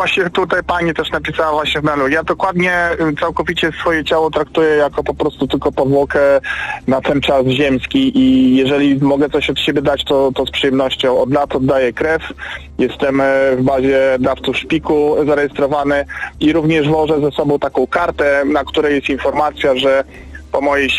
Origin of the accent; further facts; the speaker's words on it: Olsztyn, Warmian-Masurian Voivodeship, Poland; teraz w Olsztynie, jestem akurat z Olsztyna